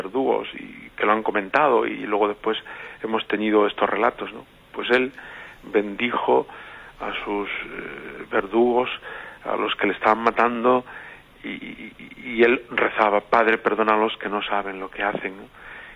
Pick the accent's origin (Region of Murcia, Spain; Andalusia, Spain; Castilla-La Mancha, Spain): Castilla-La Mancha, Spain; Puente del Arzobispo; En mi pueblo natal, Puente del Arzobispo, celebramos esta acción de gracias gozosa